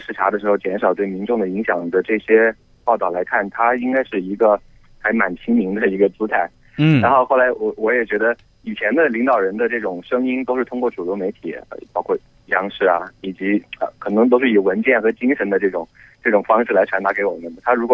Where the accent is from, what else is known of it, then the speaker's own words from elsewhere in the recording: Chengdu, Sichuan, China; 我来自成都。